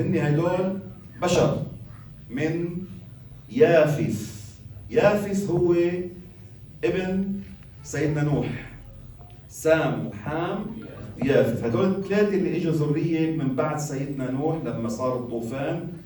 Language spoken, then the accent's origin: Arabic; Lebanon; كانوا يقولوا هالعبارة العوام عندنا بلبنان